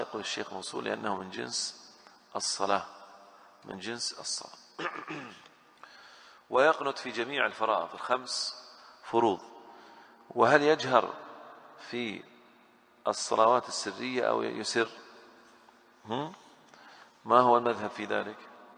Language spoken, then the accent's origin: Arabic; Al-Ahsa, Eastern Province, Saudi Arabia; أنا بالنسبة لي أدركت الناس في الأحساء ما أحد يصلي أقل من 20